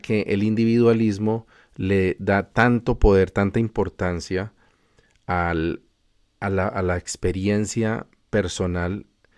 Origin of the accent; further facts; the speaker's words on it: Colombia; al menos de donde vengo yo, que es de Colombia